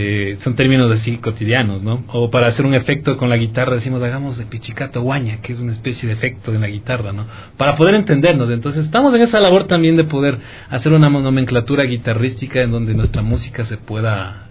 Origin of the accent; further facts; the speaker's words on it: Ecuador; esa anécdota tan importante para mí marcó mi vida como músico ecuatoriano